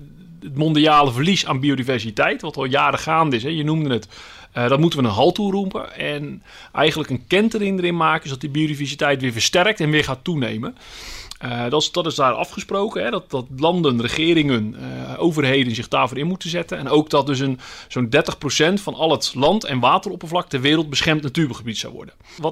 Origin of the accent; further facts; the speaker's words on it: Vlaardingen, South Holland, Netherlands; Ik kom uit Vlaardingen, daaraan grenst, hè, het Midden-Delflandgebied.